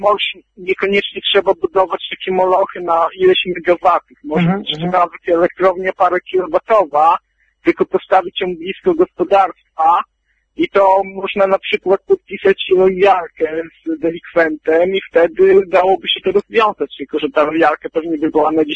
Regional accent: Białystok, Podlaskie Voivodeship, Poland; No ja z Białegostoku jestem, w Podlasie.

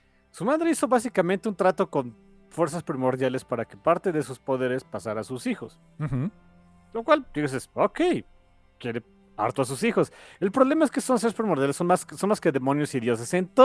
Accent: Mexico; porque vivo en México y soy mexicano

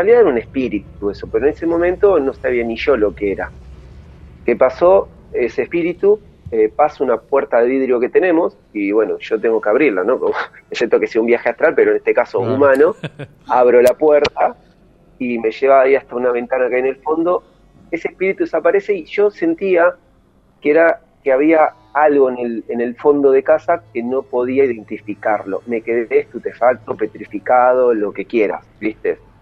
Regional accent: Lanús, Buenos Aires Province, Argentina; Yo vengo de Lanús Este

